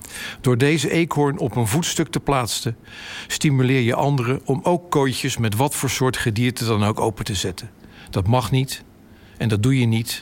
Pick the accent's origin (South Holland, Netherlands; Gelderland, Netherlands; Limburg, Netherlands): South Holland, Netherlands; Rotterdam; Ik ben als Rotterdammer namelijk opgegroeid met en gevormd door het dierenleven van dat stadspark.